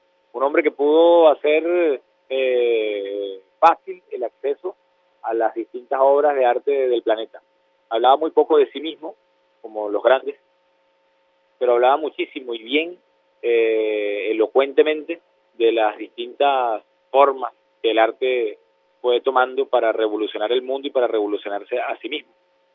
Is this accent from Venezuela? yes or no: yes; Venezuela; te estoy hablando como venezolano, como un hombre que ama las artes.